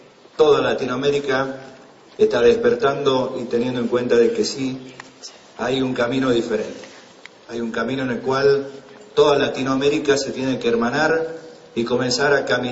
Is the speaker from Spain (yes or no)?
no; Argentina; nos ha representado como argentinos en tu hermosa Cuba